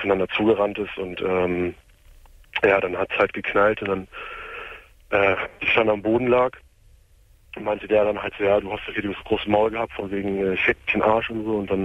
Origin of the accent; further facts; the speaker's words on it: Braunschweig, Lower Saxony, Germany; Ich komme aus Braunschweig und ich war viele Jahre lang Hooligan in Braunschweig.